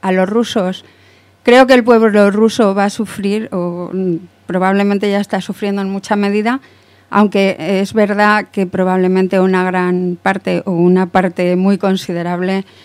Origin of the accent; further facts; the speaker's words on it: Spain; porque vivo en España, porque soy española